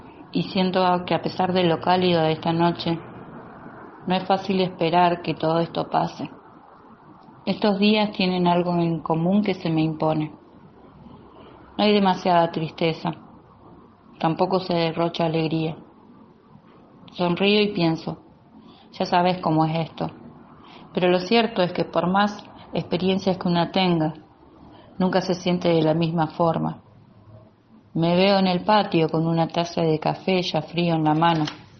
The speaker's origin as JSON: {"language": "Spanish", "region": "Santa Fe", "country": "Argentina", "said": "de Santa Fe."}